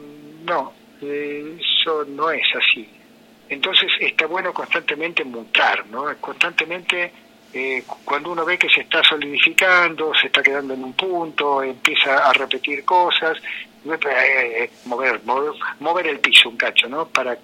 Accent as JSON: {"language": "Spanish", "country": "Argentina", "said": "sangre italiana, digamos, de la inmigración, este mestizaje que somos los argentinos, de sangre de la tierra a origen con sangre de las inmigraciones"}